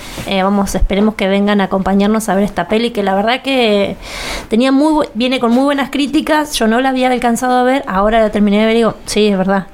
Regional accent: Argentina; Siendo argentinos, tal vez tal en otros países.

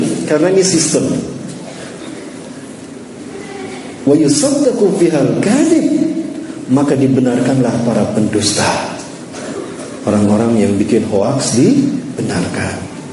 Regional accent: Bandung, West Java, Indonesia; Saya asli dari Bandung, kelahiran Bandung dan keluarga Bandung Padang ya. Ibu saya dari Bandung, ayah saya putra Padang, Bukit Tinggi, Sunepuan. Jadi Sunda Padang, Pak.

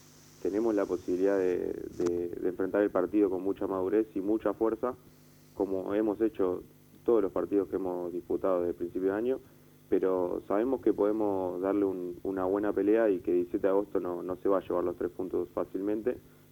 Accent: Barracas, Buenos Aires Province, Argentina; Yo me crié en Barracas, vivo a una cuadra del club

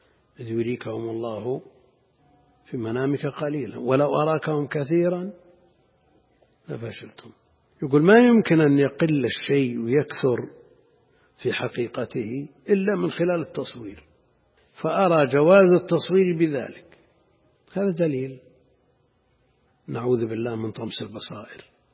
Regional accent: Najd, Saudi Arabia; أمر ظاهر كان موجود عندنا في نجد في أماكن متعددة

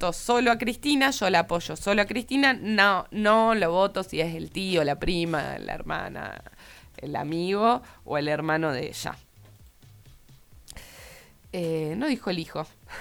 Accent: Córdoba, Argentina; Yo soy muy cordobesa, entonces por ahí no entiendo muy bien esto

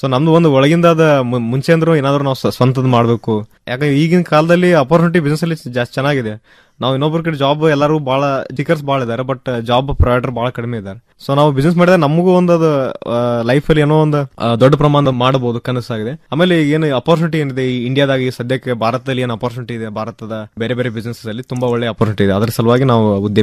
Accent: Babaleshwar, Karnataka, India; ನಂದ proper ಬಂದ್ಬಿಟ್ಟು ಬಿಜಾಪುರ ಹತ್ರ Babaleshwar. So ವಿದ್ಯಾಭ್ಯಾಸ ಹಾಗೂ ಪ್ರೈಮರಿ ಎಜುಕೇಶನ್ ಎಲ್ಲ ಅಲ್ಲೇ ನಾನು ಬಿಜಾಪುರಲ್ಲಿ ಮುಗಿಸಿದ್ದೆ.

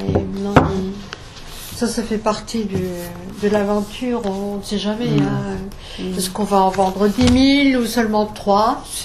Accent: Grand Est, France; accent: Alsatian; Bon, avec notre accent alsacien, hein.

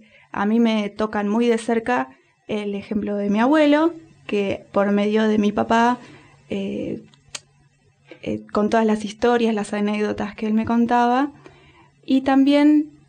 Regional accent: Buenos Aires, Argentina; mi papá viajaba mucho y conoce a mi mamá en Misiones y nosotras nacemos acá en Buenos Aires

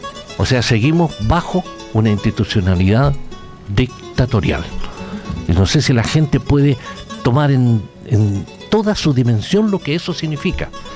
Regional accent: Chile; moved away as an adult; now in United Kingdom; cuando yo salí expulsado de Chile con destino a Gran Bretaña

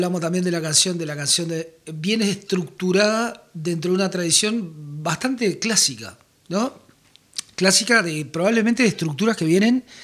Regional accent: Uruguay; acá en Uruguay decimos terraja, ¿viste?

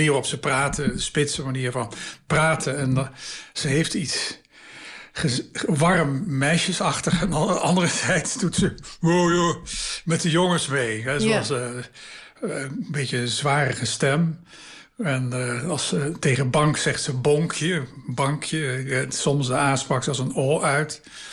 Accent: Maastricht, Limburg, Netherlands; de provinciestad waar ik vandaan kom, Maastricht, was altijd heel sterk, een standensamenleving.

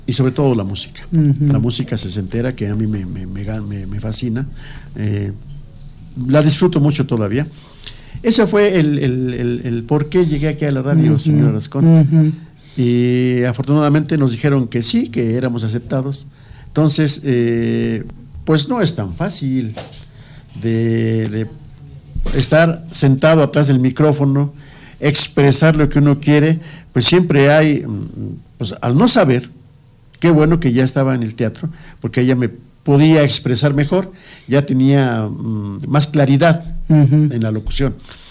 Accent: Amecameca, State of Mexico, Mexico; pues soy de aquí de Amecameca y como muchos ignoramos lo que pasa en Amecameca

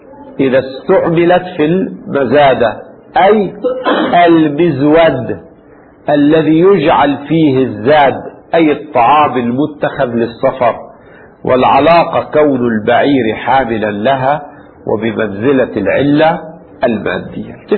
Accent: Lebanon; يعني عندنا في لبنان لا يقال زوادة

